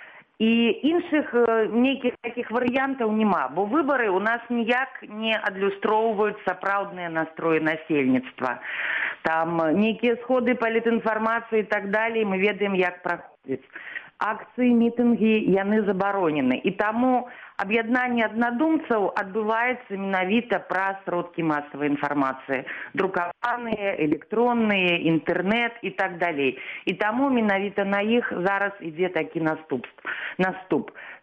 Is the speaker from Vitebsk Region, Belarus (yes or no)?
no; Minsk, Belarus; born there; я нарадзілася ў Мінску, закончыла Беларускі дзяржаўны універсітэт, факультэт журналістыкі.